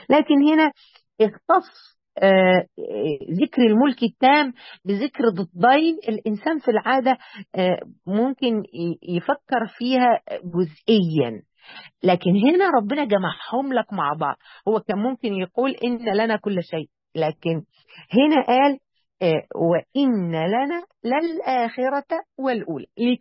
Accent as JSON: {"language": "Arabic", "town": "Mansoura", "region": "Dakahlia", "country": "Egypt", "said": "دلوقتي العزاءات عندنا يعني احنا عندنا في المنصوره، كنت ماشيه في الشارع كده من الشوارع الكبيره في المنصوره"}